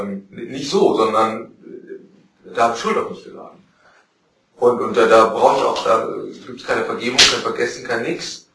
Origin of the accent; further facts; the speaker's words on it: North Rhine-Westphalia, Germany; Ach genau, ich komme aus Westfalen.